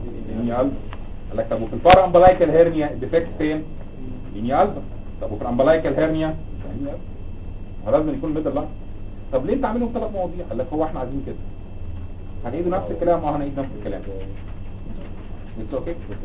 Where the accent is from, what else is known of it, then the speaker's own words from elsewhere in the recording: Egypt; انت عندنا في مصر